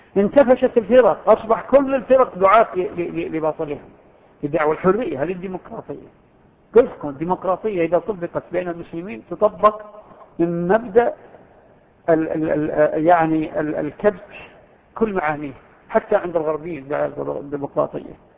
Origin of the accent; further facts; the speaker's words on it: Saudi Arabia; في بلادنا المملكة العربية السعودية أو ما حولها دول الخليج والأردن ونحو ذلك